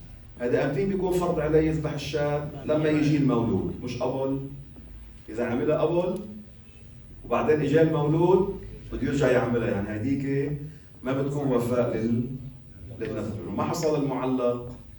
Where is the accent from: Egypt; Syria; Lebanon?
Lebanon; كانوا يقولوا هالعبارة العوام عندنا بلبنان